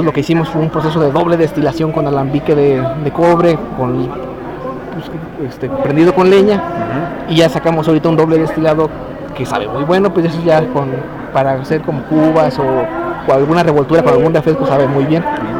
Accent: Uruapan, Michoacán, Mexico; allá en Uruapan. Yo soy de Uruapan.

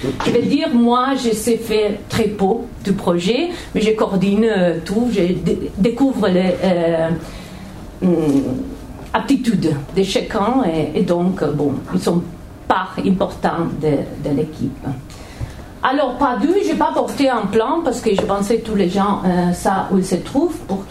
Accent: Catalonia, Spain; first language Catalan; French is a second language; je suis espagnole, catalane. Et donc, si je parle catalan

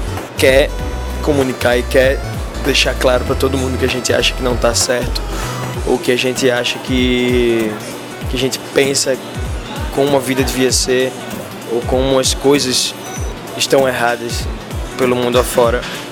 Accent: Brazil; daqui do bairro da Boa Vista, que foi onde eu nasci e fui criado.

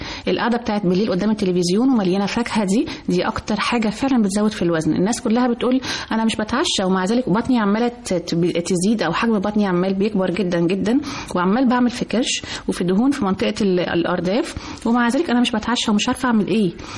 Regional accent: Egypt; كل احنا كمصريين كل ما حد يجي لنا استنى هنشرب مع بعض كوبايه شاي.

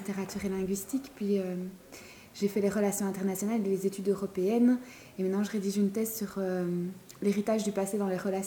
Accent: Belgium; je suis belge

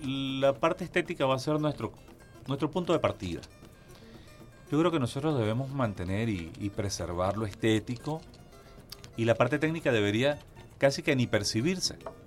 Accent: Barquisimeto, Lara, Venezuela; De Barquisimeto, Estado Lara

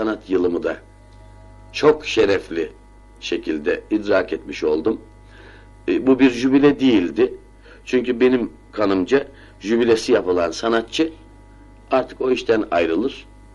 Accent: Istanbul, Turkey; born there; Efendim ben 1931 yılında İstanbul'un Cihangir semtinde dünyaya gelmişim. Bir Ramazan ayında doğmuşum.

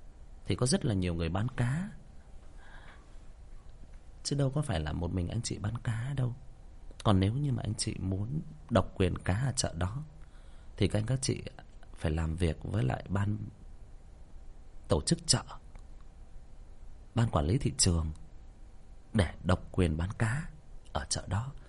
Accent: Northern Vietnam, Vietnam; em là một người miền Bắc chuẩn. Nếu mà nói theo cái cách nó hơi thô tục hơn nữa thì em là Bắc Kỳ chuẩn.

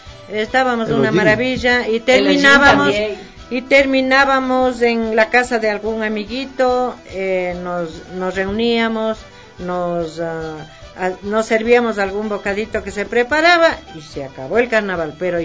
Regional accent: Quito, Pichincha, Ecuador; yo me crié en mi barrio, salí de aquí del Girón, que se llama el barrio donde yo nací. A los 11 años yo me fui de aquí al Batán. Yo viví en la subida a Villavista. Bien. Yo me crié con las familias mejores de Quito, porque éramos los únicos pobres.

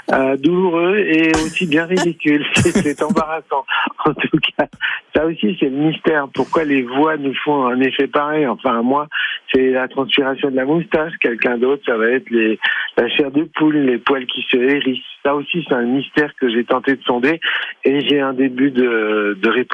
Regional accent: Lyon, Auvergne-Rhône-Alpes, France; J'allais au Hot Club de Lyon parce que je suis lyonnais.

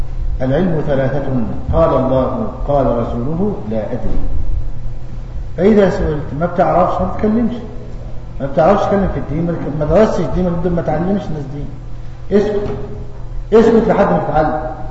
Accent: Egypt; عندنا في مصر تعدي عشرات زيه

